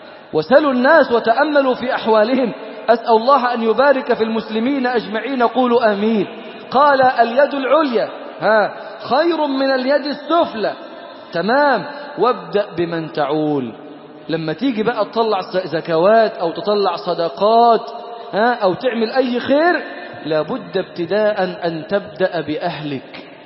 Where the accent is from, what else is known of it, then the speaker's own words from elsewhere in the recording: Damietta, Damietta Governorate, Egypt; انا من دمياط، زكاة في دمياط